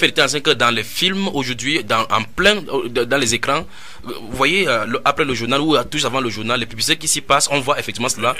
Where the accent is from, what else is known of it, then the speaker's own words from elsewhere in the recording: Douala, Littoral, Cameroon; je suis de Douala au Cameroun.